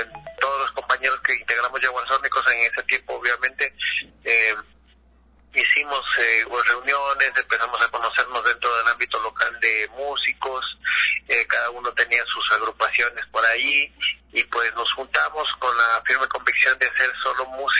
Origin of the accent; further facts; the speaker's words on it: Ecuador; porque nosotros somos de Ecuador